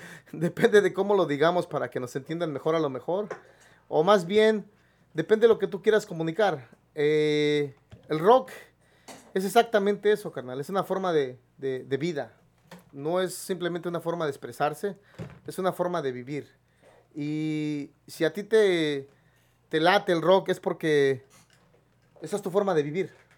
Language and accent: Spanish; Mexico City, Mexico; yo la mitad de la infancia la pasé en el área de Xochimilco, Villacuapa... En el sur de la Ciudad de México, ahí enfrente del Estado Azteca. Ya después, más adelantito, ya nos fuimos a vivir a Valle de Chalco.